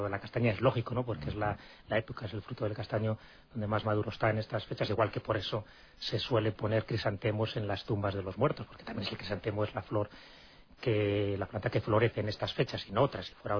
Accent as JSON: {"language": "Spanish", "town": "Béjar", "region": "Castile and León", "country": "Spain", "said": "Entonces, en Béjar, en concreto en Salamanca, los bejaranos salen al campo a degustar lo que allí llaman las calbotes o las calbotas, que son las castañas"}